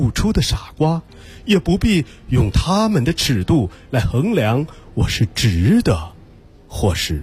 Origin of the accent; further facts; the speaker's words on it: Weihai, Shandong, China; 来自山东威海的